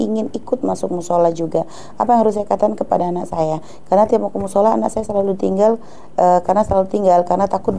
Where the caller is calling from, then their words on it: Sumber, Indonesia; saya dari Sumber punya 3 anak dan tempat tinggal saya itu di depan musola.